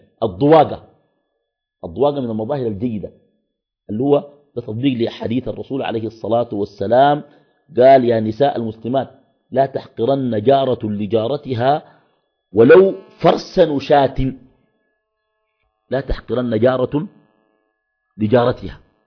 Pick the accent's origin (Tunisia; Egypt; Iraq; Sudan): Sudan; Khartoum; بعض الأحياء عندنا في الخرطوم بتكون أحياء مغلقة، ناس بيقنبوا في الشقق وكده